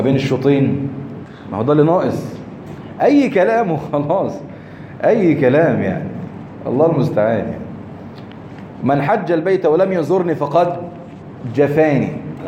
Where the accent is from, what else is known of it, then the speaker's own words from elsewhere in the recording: Egypt; عندنا في مصر هنا